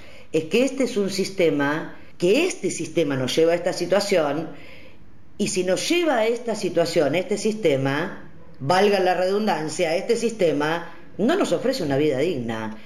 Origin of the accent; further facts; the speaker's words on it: Argentina; como pueblo, como nación argentina